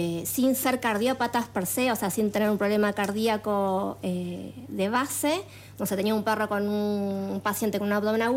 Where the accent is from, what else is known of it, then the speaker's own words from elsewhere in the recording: Morón, Buenos Aires Province, Argentina; yo soy de Buenos Aires, de zona oeste. De Morón, viví toda mi vida en Morón y hace un año y tres meses me mudé con mi familia acá, por estos lados.